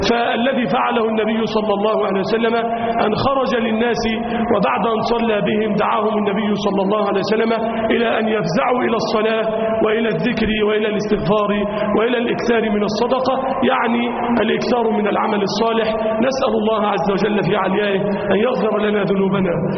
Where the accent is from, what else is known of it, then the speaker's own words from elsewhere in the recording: Egypt; اللهم اجعل بلدنا مصر أمنا أمانا